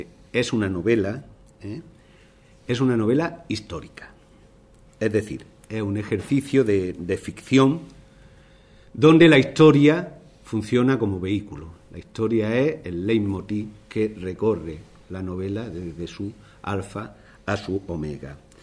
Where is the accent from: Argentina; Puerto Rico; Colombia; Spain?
Spain; Archidona, Andalusia; paisanos de Archidona, mi pueblo.